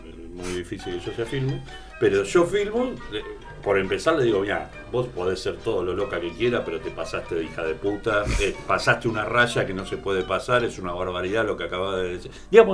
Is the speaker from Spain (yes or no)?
no; La Boca, Buenos Aires, Argentina; yo nací y vivo en La Boca, y aunque todos los días espero el subte, no pasa.